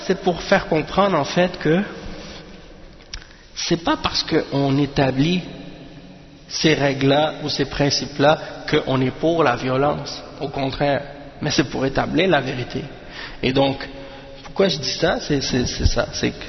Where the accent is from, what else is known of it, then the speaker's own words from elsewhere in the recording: Montreal, Quebec, Canada; born there; je suis né à Montréal, je ne connais même pas ces choses-là.